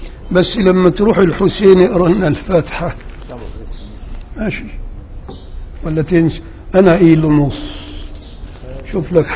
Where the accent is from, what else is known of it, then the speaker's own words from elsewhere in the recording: Upper Egypt, Egypt; انا راجل صعيدي وبغير على اللي هنا